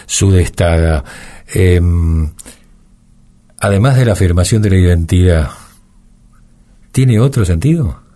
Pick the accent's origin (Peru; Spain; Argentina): Argentina; Lomas de Zamora, Buenos Aires Province; Somos de Lomas de Zamora. Aquí arrancamos con este colectivo de papel.